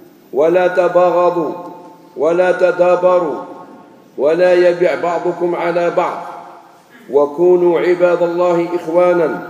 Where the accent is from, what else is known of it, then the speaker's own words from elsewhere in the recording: Algeria; أنا ثاني جزائري